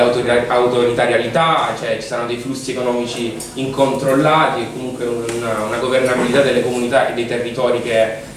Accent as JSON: {"language": "Italian", "town": "Taranto", "region": "Apulia", "country": "Italy", "said": "da Tarantino"}